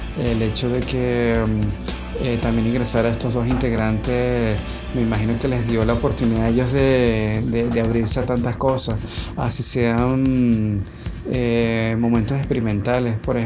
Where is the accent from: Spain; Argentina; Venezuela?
Venezuela; Todos nosotros que somos venezolanos